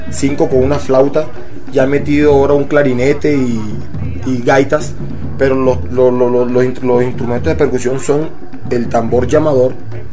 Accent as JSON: {"language": "Spanish", "town": "Puerto Colombia", "region": "Atlántico", "country": "Colombia", "said": "Puerto Colombia, Atlántico."}